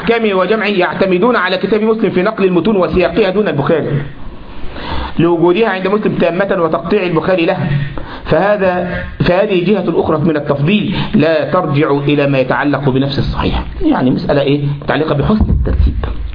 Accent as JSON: {"language": "Arabic", "country": "Egypt", "said": "وكذلك وحن عندنا في مصر ايه انت لما واحد يغلط في واحد"}